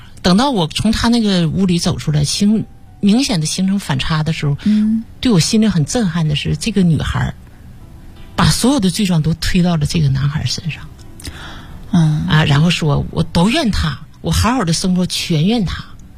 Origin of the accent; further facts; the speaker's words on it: Northeast China, China; accent: Northeast Mandarin; 用我们东北话叫这个可能别人听不懂，我们东北话叫蹲地缸子